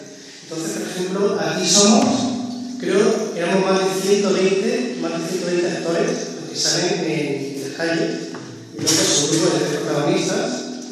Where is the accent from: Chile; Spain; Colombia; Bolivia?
Spain; Málaga, Andalusia; como soy de Málaga, en Málaga hicimos los interiores.